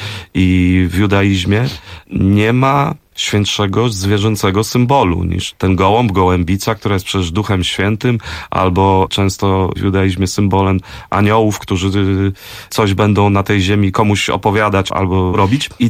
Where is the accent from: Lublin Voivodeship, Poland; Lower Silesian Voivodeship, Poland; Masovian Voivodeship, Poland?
Masovian Voivodeship, Poland; Warsaw; ja właśnie się wychowywałem na Stegnach, obok była Sadyba i w moim dzieciństwie jeszcze bardzo dużo tych starszych panów hodowało gołębie